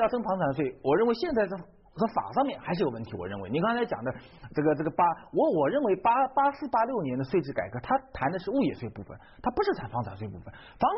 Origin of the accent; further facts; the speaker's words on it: China; 但我们作为一个中国人，天天活在这国家